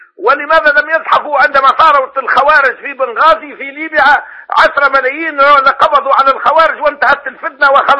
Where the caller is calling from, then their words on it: Tunisia; أنا من تونس